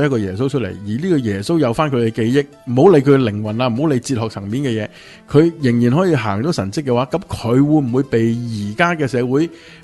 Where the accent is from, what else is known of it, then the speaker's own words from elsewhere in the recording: China; 即系等同外国人睇我哋中国人嘅样，个个都差唔多